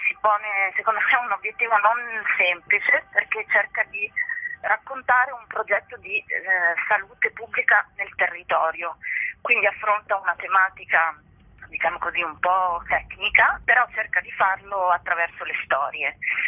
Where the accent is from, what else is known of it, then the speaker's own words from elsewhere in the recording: Trieste, Friuli-Venezia Giulia, Italy; Io sono triestina, vivo a Trieste